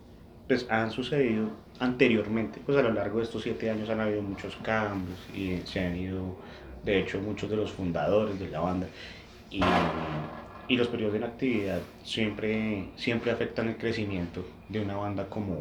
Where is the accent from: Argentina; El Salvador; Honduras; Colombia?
Colombia; Como colombianos, la salsa, el merengue, el vallenato, el propo, tú sabes.